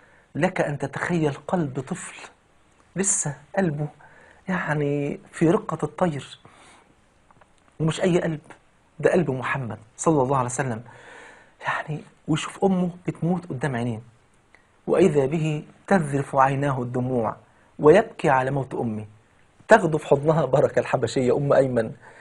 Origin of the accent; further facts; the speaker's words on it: Egypt; وطبعا يعني المثل البلدي عندنا في مصر يقول لك